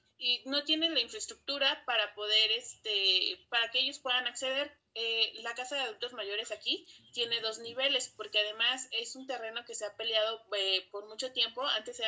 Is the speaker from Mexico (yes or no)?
yes; Los Reyes, Coyoacán, Mexico City, Mexico; soy del pueblo de Los Reyes, Coyoacán.